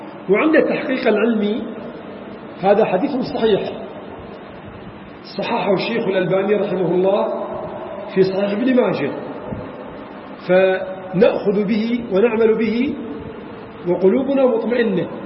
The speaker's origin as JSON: {"language": "Arabic", "country": "Iraq", "said": "عندنا في العراق"}